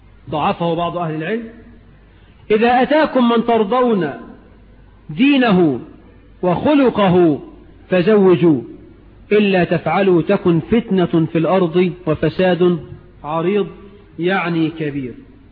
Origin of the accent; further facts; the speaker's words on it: Egypt; لحد بقى عندنا في مصر 9 مليون عانس عدوا 30 سنة من غير جواز